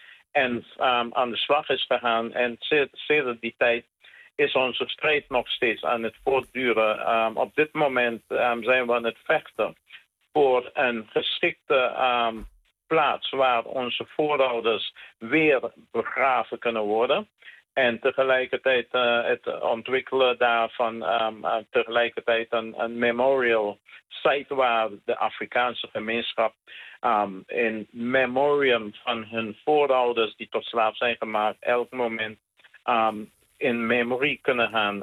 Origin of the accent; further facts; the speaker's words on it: Sint Eustatius, Caribbean Netherlands; born there; op Sint Eustatius. Ik ben geboren op Sint Eustatius.